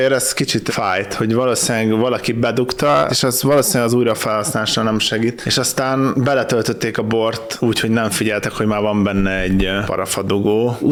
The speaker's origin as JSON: {"language": "Hungarian", "country": "Hungary", "said": "De mint magyar, mindig előnybe fogom részesíteni a magyar kontentet."}